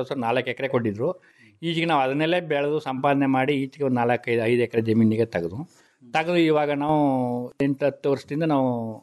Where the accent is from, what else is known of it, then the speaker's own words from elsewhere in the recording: Padugur, Karnataka, India; ನಾವು 9th class ವಿದ್ಯಾಭ್ಯಾಸ ಮಾಡಿವಿ ಸರ್. ನಮ್ಮ ಪಡುಗೂರಿನಲ್ಲೇ ಓದಿ 9th class ವಿದ್ಯಾಭ್ಯಾಸ ಮಾಡಿ ಪಡುಗೂರು ಮುಗಿದ ಮೇಲೆ